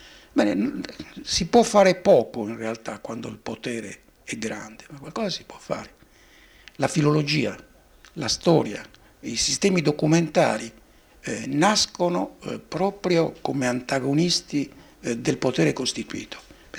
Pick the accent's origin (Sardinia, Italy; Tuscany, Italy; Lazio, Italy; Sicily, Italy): Sardinia, Italy; In Sardegna, io sono sardo, mi permettete questo riferimento localistico